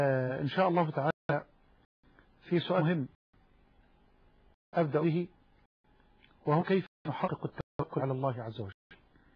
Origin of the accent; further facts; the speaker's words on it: Egypt; وأسألك يا ربنا أن تجعل بلدنا مصر واحة للأمن والأمان